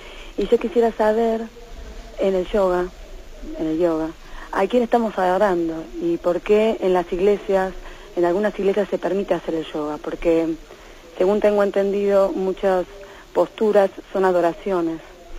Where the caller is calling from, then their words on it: Madrid, Community of Madrid, Spain; de Madrid.